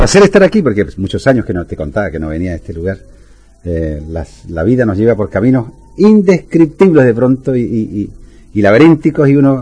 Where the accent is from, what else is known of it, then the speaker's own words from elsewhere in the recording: Alerce, Los Lagos, Chile; en mi pueblo de aquel entonces, que Alerce, un pueblito que está entre Puerto Montt y Puerto Varas, que tenían por aquellos años no más de 200 habitantes, y hoy día tiene casi 25.000.